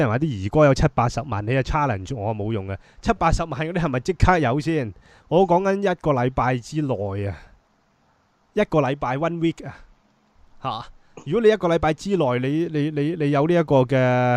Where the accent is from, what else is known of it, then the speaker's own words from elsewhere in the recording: Hong Kong; born there; 我喺香港出世啊。